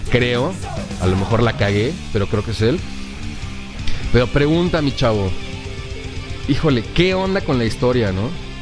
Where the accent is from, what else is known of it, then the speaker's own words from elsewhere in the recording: Mexico; Somos mexicanos.